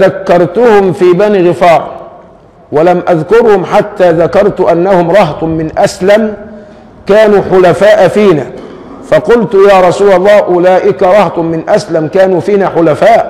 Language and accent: Arabic; Egypt; ما احنا عندنا كمصريين لوازم كثيرة بتضحك